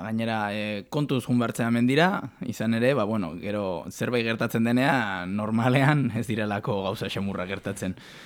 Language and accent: Basque; Bilbao, Basque Country, Spain; born there; now in Irun, Spain; Ni jaiotzez bilbotarra, baina bueno, duela asko irunen bizinaiz